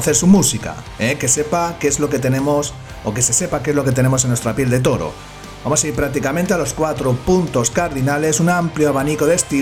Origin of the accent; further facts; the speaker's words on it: Alicante, Valencian Community, Spain; Y empezamos en mi tierra, en Alicante